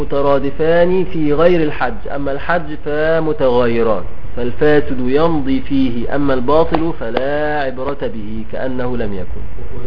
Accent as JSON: {"language": "Arabic", "country": "Egypt", "said": "بنسميه عندنا في مصر الجلابية"}